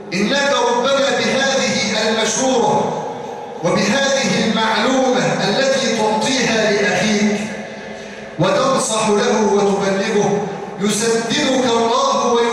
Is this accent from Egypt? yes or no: yes; Egypt; واجعل بلادنا مصر آمنة مطمئنة سخاء رخاء